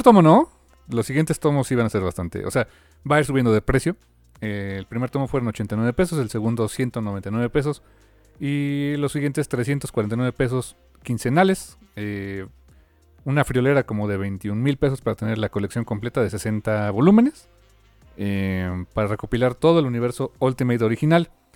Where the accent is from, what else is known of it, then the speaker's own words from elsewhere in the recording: Mexico; A lo mejor para nosotros como mexicanos, para muchos, tal vez digamos, chale.